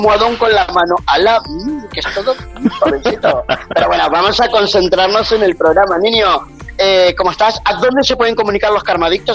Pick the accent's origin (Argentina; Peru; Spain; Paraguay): Argentina; Rosario, Santa Fe; como rosarino, lo ha llevado a … a la ciudad de Rosario